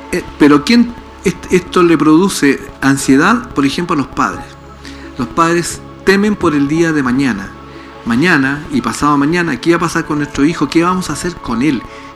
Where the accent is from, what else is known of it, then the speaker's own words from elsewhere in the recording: Valdivia, Los Ríos, Chile; Yo soy de Valdivia.